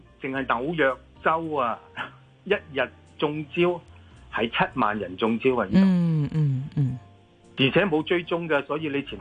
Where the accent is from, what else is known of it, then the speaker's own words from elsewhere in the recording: Hong Kong; 香港呢一啲大香港，我都系香港嚟噶嘛